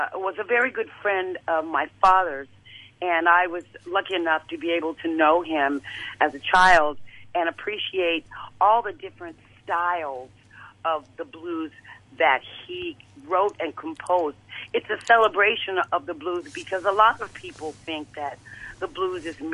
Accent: Memphis, Tennessee, United States; he's gone on to be with the Lord now. But I grew up in Memphis.

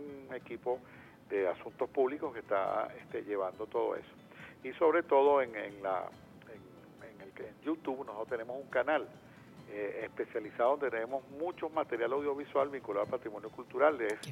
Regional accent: Venezuela; para nosotros entendernos como venezolanos y venezolanas.

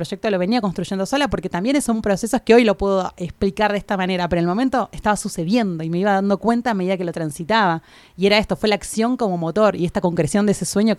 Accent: Buenos Aires, Argentina; Yo soy maestra, era maestra de jardín del nivel inicial, allá en Buenos Aires, de donde vengo.

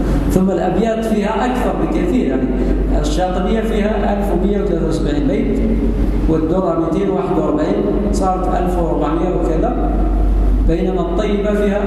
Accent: Algeria; أخذنا على سبيل المثال بلدنا الجزائر

